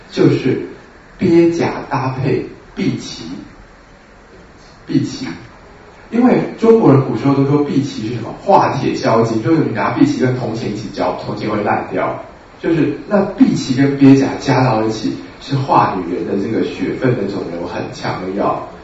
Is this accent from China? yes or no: no; Taiwan; 是我们台湾人就是太常吃水果